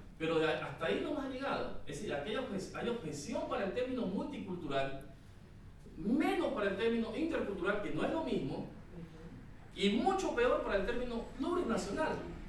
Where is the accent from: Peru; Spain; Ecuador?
Ecuador; yo soy ecuatoriano, como ecuatoriano más o menos, he estudiado el tema de la Asamblea Constituyente